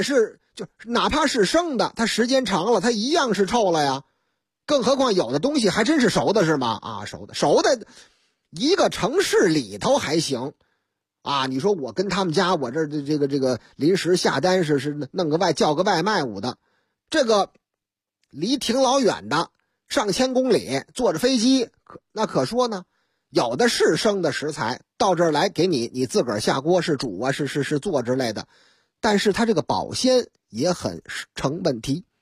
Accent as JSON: {"language": "Chinese", "region": "Beijing", "country": "China", "said": "说您哪人啊？我是北京的。"}